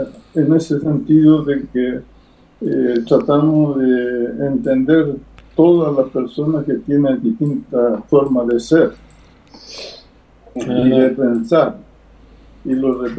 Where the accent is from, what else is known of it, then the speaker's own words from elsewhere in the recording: Quilmes, Buenos Aires Province, Argentina; yo soy de Quilmes, ¿no? Así que yo le mando saludos a todos los quilmeños también